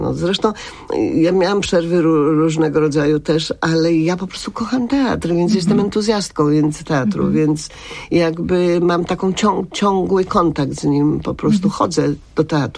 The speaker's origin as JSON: {"language": "Polish", "town": "Łódź", "region": "Łódź Voivodeship", "country": "Poland", "said": "choć ja jestem z Łodzi, a nie z Krakowa"}